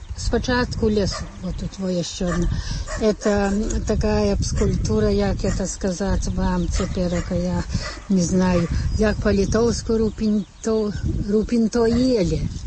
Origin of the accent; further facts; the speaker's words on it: Lithuania; Я літоўка.